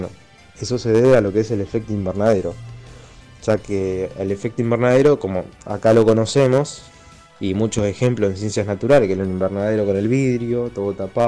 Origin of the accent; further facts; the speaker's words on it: Rosario, Santa Fe, Argentina; de Rosario y continuamos con la cadena de astronomía